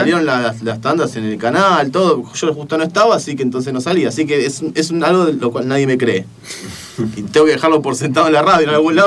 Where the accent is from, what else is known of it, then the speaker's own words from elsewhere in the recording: Punta Alta, Buenos Aires Province, Argentina; now in Buenos Aires, Argentina; Y es la razón por la cual yo me vine desde Punta Alta a Buenos Aires.